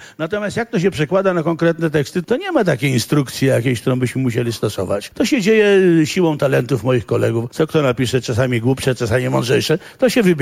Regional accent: Warsaw, Masovian Voivodeship, Poland; Dla mnie jest ważne, bo ja jestem warszawiakiem przedwojennym.

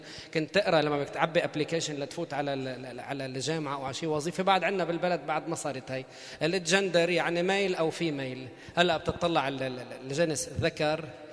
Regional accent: Sidon, South Governorate, Lebanon; طب ما انا صيداوي الاصل. طيب والله انا من صيدا

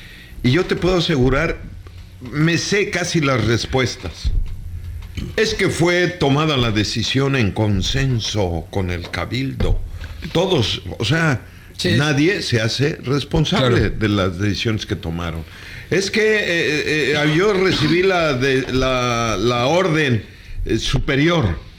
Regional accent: Oaxaca, Mexico; vamos a hacer las pachangas como en mi tierra, allá en el Istmo.

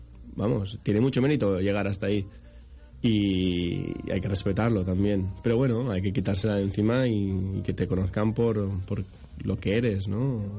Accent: Sueca, Valencian Community, Spain; Soy de Sueca y resido en Sueca, sí.

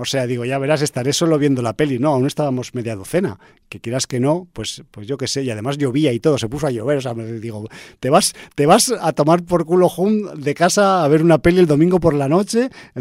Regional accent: Aragon, Spain; Y yo, que soy un cabezón, que soy de Aragón

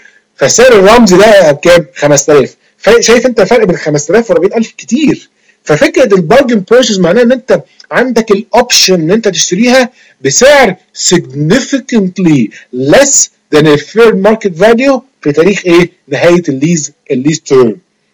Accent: Egypt; زي ما بنقول كده عندنا في مصر

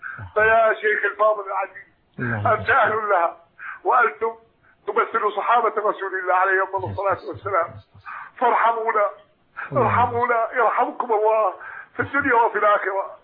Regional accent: Iraq; moved away as an adult; now in Syria; أنا هاجرت من العراق

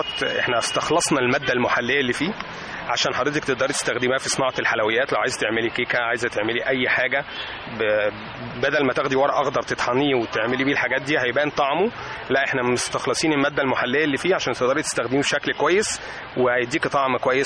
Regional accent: Egypt; مفيش بيت عندنا في مصر مفيهوش حد مريض سكر

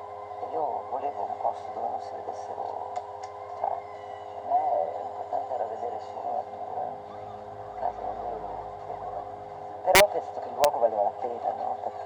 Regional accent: Trentino-Alto Adige, Italy; io sono vissuta in Valdissoli, in questo a 1000 metri, dove c'era una natura molto selvaggia

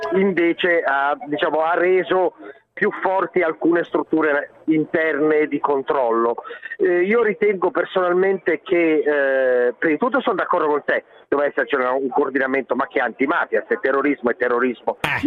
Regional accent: Genoa, Liguria, Italy; Io da genovese lo dico

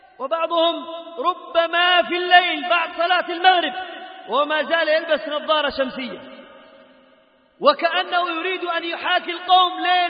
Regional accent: Yemen; اللهم جنب بلادنا اليمن وسائر بلاد

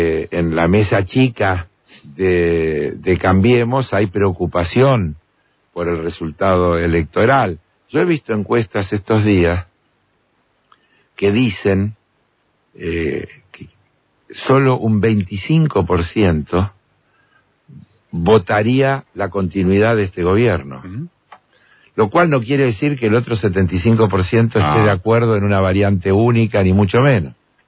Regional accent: Argentina; yo sentí vergüenza como argentino

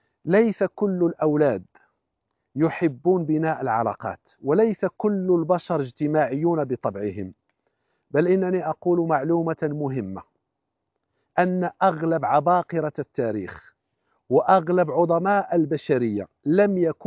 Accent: Kuwait; وهو من الدكاترة المعروفين عندنا في الكويت

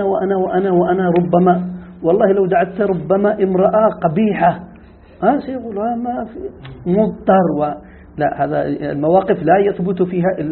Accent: Yemen; هذه اللغة موجودة عندنا في اليمن،

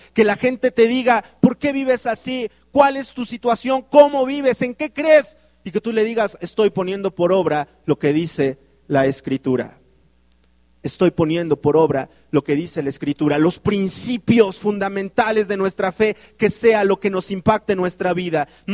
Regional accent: Mexico; Las estadísticas dicen que los mexicanos leemos 1.5 libros al año.

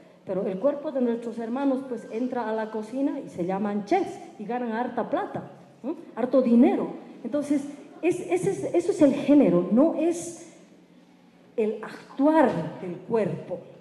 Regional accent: Bolivia; soy de Bolivia, soy aymara, soy feminista comunitaria, y ahí, bien, bien, y soy lesbiana.

